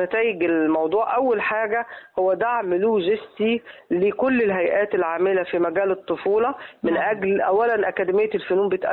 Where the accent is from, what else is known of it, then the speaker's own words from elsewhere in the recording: Egypt; وخلت لهجتنا لما بتروح أي دولة